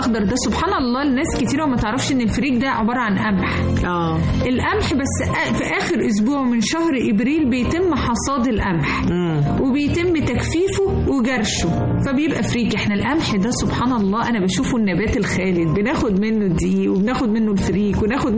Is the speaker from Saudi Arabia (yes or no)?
no; Egypt; احنا بنحبه واحنا كمصريين فننا فيه